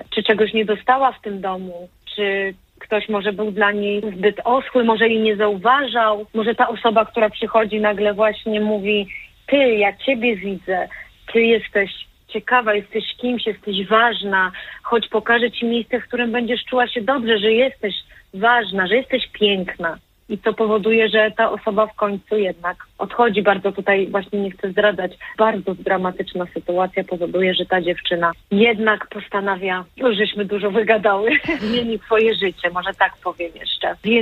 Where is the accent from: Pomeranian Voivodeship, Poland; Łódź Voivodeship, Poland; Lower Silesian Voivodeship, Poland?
Lower Silesian Voivodeship, Poland; Ja pochodzę z Dolnego Śląska i to jest, opowiadałam zresztą na próbie, że to jest takie miejsce, że tam dużo takich rzeczy było, nie wiem jak teraz.